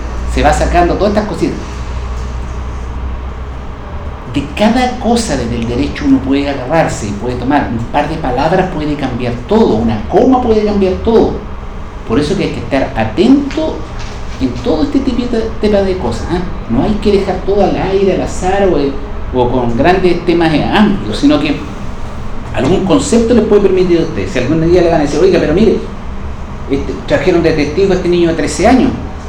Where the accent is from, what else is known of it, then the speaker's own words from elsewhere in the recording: Bulnes, Ñuble, Chile; estoy hablando de mi pueblo, de Bulnes.